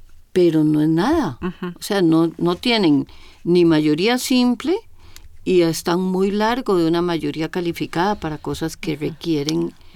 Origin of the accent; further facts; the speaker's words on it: Costa Rica; Timorato, ni chicha ni limonada, pero es que así somos los ticos.